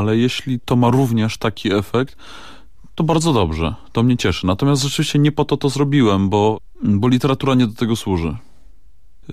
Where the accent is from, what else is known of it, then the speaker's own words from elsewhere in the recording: Silesian Voivodeship, Poland; accent: Silesian; ja od dziecka mówię po śląsku.